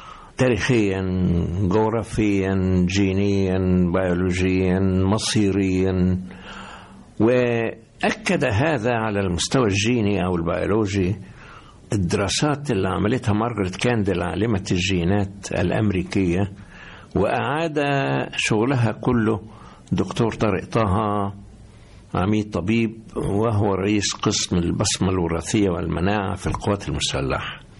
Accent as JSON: {"language": "Arabic", "country": "Egypt", "said": "موجودة فينا جميعا كمصريين، فإذا نحن أحفاد هؤلاء العظماء."}